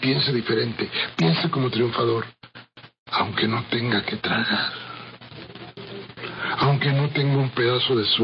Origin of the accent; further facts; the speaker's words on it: Mexico; esta idea a no pensar más como los mexicanos queremos